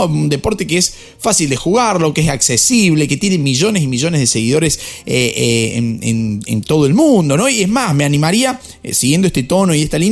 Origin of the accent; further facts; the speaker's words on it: Argentina; como argentino y tan pasional que son los argentinos y que somos los argentinos con el fútbol